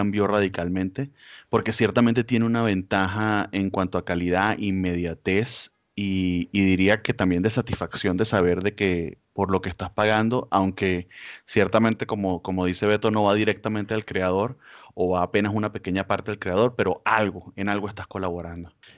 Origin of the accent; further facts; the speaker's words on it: Venezuela; moved away as an adult; now in Mexico; Soy venezolano, emigré acá a México en el 2018